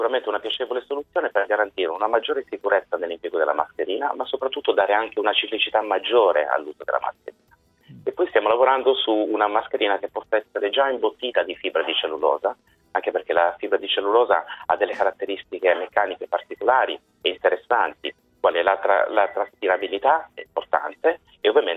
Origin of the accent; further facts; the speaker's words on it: Turin, Piedmont, Italy; Sì, io sono di Torino, svolgo la mia attività settimanale a Roma.